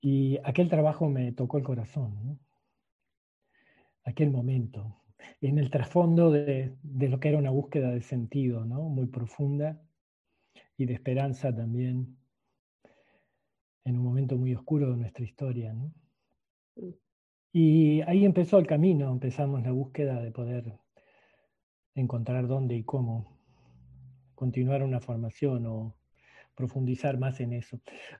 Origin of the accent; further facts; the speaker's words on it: Montevideo, Uruguay; born there; Estoy en Uruguay, nací en Uruguay, en Montevideo, el 22 de agosto del 53. Estoy en la periferia de Montevideo, en un barrio que se llama Parque Miramar, aunque normalmente vivo en un lugar en las serranías